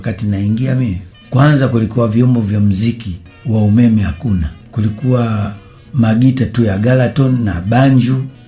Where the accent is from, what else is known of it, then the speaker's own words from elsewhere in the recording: Dar es Salaam, Tanzania; born there; Mimi nimezaliwa hapa hapa Dar es Salaam, mtaa wa Mafia namba 17. Nimezaliwa mwaka 1943. Kwa hiyo mpaka sasa hivi nina miaka 71.